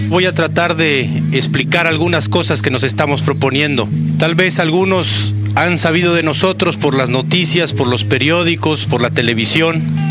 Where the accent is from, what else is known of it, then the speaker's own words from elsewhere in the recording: Mexico; Vamos a salvar este país como mexicanos y mexicanas que somos de abajo